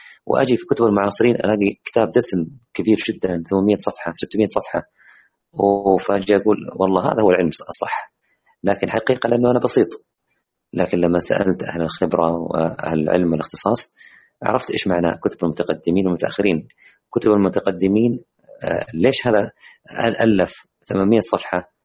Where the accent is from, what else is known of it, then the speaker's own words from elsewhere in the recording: Jeddah, Makkah Province, Saudi Arabia; إحنا نحن كلنا من منطقة مكة المكرمة، لعلنا نجد هذا الكتاب بإذن الله في مدينتنا، مدينة جدة.